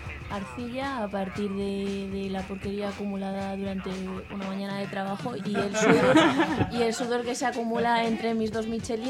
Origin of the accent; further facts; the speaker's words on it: Valladolid, Castile and León, Spain; born there; now in Granada, Spain; He nacido en Valladolid, si es la pregunta. Sí, nací en Valladolid y bueno, pues llevo una temporada en Granada